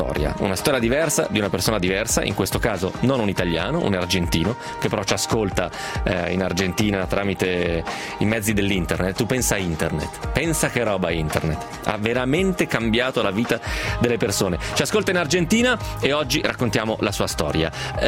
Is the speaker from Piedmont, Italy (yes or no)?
yes; Piedmont, Italy; da piemontese insomma, so cos'è la bagna cauda